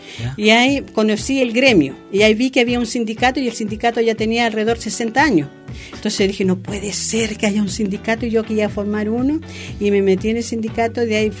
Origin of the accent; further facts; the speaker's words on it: Santiago, Santiago Metropolitan, Chile; now in Osorno, Chile; porque yo vengo de Santiago, no voy a ganar lo mismo que se gana en el sur.